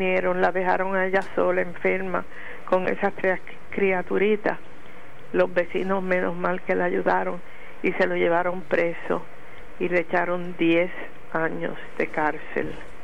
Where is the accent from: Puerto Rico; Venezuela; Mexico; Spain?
Puerto Rico; San Germán; Y yo soy de San Germán